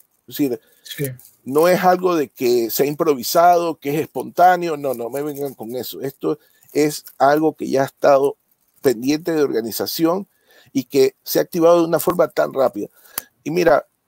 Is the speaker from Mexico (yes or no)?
no; Ecuador; Recientemente en mi país, Ecuador, en octubre del año pasado